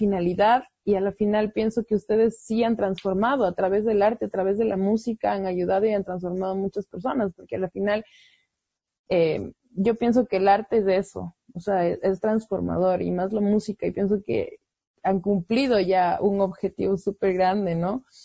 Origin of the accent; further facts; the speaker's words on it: Ecuador; yo pienso que nosotros como ecuatorianos, sea como sea, siempre tenemos que apoyarnos, ¿no?